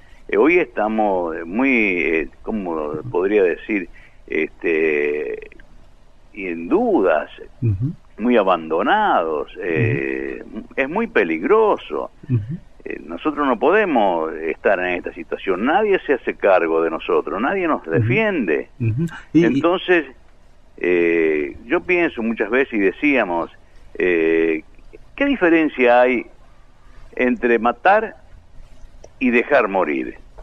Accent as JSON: {"language": "Spanish", "country": "Argentina", "said": "Yo creo que no somos animales, somos dignos argentinos, como cualquiera."}